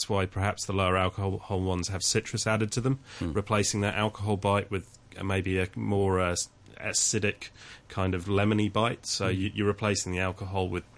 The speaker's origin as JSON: {"language": "English", "region": "England", "country": "United Kingdom", "said": "I obviously, being English"}